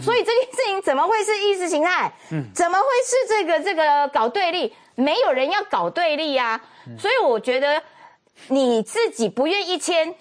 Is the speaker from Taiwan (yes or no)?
yes; Taiwan; 我爸也湖南人，没有那不重要嘛，嗯，重要的是我，啊，我是台湾人，我是台湾第一代